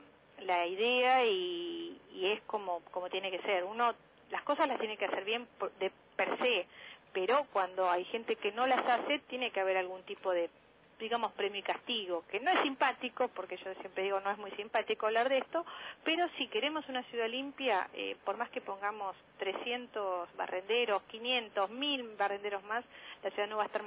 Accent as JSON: {"language": "Spanish", "region": "Buenos Aires", "country": "Argentina", "said": "cada vez vamos a hablar de los que más conocemos, que somos los porteños."}